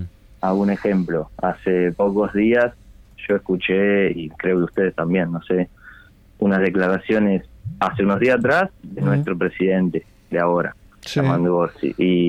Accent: Italy; Spanish is a second language; moved away as an adult; now in Uruguay; yo por ejemplo vivo en Uruguay hace 6 años, pero soy italiano, me crié en Italia

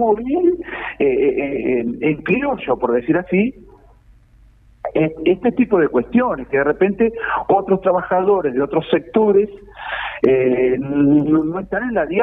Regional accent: Melo, Cerro Largo, Uruguay; now in Maldonado, Uruguay; Yo, por ejemplo, soy oriundo del Cerro Largo.

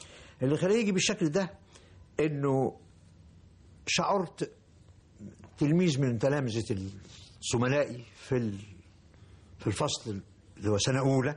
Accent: Cairo, Cairo Governorate, Egypt; born there; أنا راجل مولود في القاهرة وما كنتش لسه شفتش البحر إلا لما وصلت سن 14-16 سنة أو حاجة زي كده.

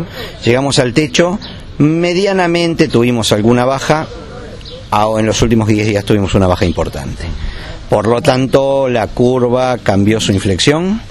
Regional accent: Argentina; no tenemos que olvidarnos que somos argentinos y siempre tenemos algo con lo cual mostramos la hilacha.

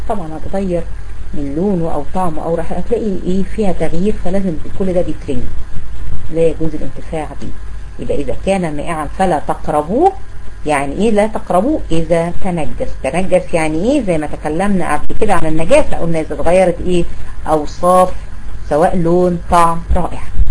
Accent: Egypt; احنا عندنا في مصر بنستقذر جدا الصرصار

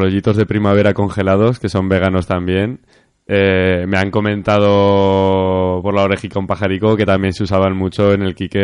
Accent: Zaragoza, Aragon, Spain; en mi barrio, en Torrero, yo soy de Torrero, me gusta hablar mucho de mi barrio

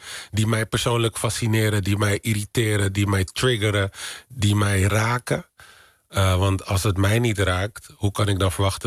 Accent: Netherlands; Ik weet waar ik vandaan kom. We hebben een hele rijke Afrikaanse geschiedenis. In Nederland opgegroeid in armoede.

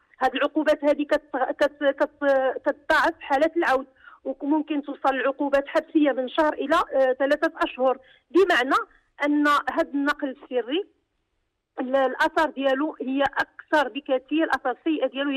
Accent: Morocco; كنعرفوا إحنا كمغاربة كنحتاجوا أننا نكونوا مع الأسر ديالنا

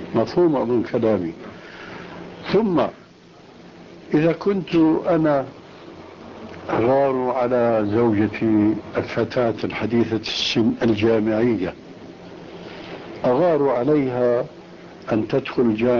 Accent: Syria; الدخول إلى غرفة التدريس يسمى عندنا في سوريا بالصف

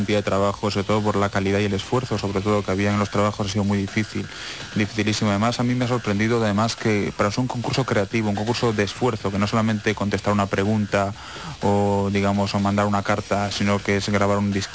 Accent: Spain; now in Cheltenham, United Kingdom; porque yo también soy español

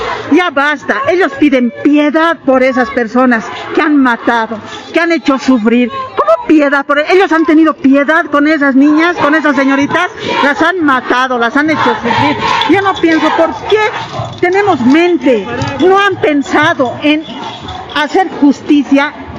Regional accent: El Alto, La Paz, Bolivia; Yo soy del Alto, de la zona Huayna Potosí.

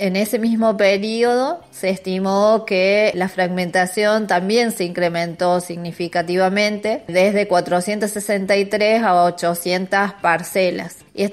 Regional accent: Argentina; todos queremos conservar lo que es nuestro, lo que nos representa además como argentinos.

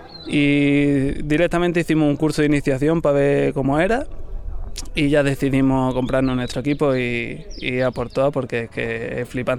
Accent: Ronda, Andalusia, Spain; De Ronda, yo soy rondeño.

